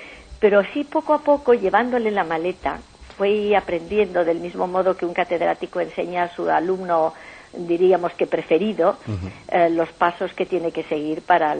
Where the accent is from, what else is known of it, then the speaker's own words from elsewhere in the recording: Madrid, Community of Madrid, Spain; Nazco en Madrid.